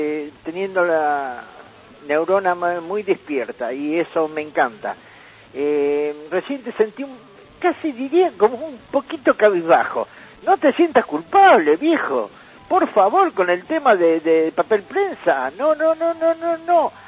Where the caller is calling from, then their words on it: Don Torcuato, Buenos Aires Province, Argentina; de Don Torcuato, ….